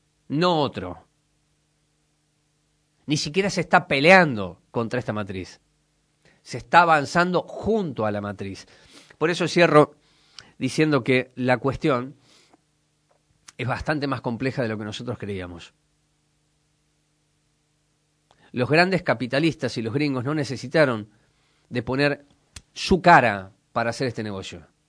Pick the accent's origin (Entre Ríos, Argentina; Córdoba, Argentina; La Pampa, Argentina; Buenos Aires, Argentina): Córdoba, Argentina; born there; lo que yo he visto en la provincia en la que nací, en Córdoba.